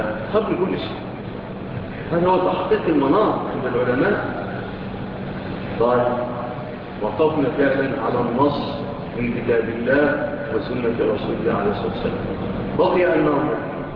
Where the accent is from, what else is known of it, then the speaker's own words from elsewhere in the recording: Egypt; لا سيما بلادنا مصر